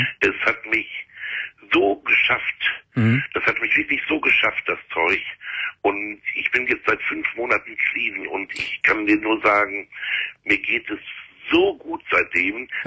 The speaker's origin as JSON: {"language": "German", "town": "Gelsenkirchen", "region": "North Rhine-Westphalia", "country": "Germany", "said": "Ich komme aus Gelsenkirchen und die Entgiftung hier, das sind nur 20 Plätze"}